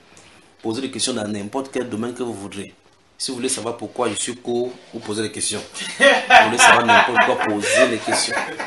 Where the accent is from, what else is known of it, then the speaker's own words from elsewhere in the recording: Cameroon; nous venons du Cameroun.